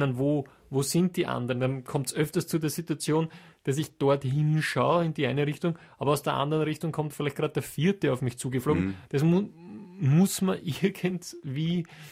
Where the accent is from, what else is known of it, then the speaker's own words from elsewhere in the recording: Austria; für mich als Österreicher